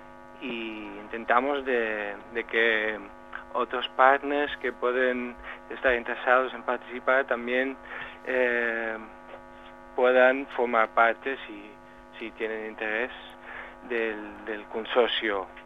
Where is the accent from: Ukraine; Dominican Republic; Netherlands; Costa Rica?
Netherlands; Spanish is a second language; soy holandés y en los últimos años hemos estado viviendo en Ámsterdam